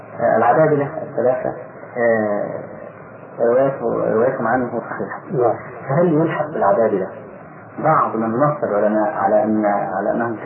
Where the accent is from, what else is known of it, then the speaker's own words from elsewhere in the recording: Egypt; فأخذها بعض أهل بعض الناس عندنا في مصر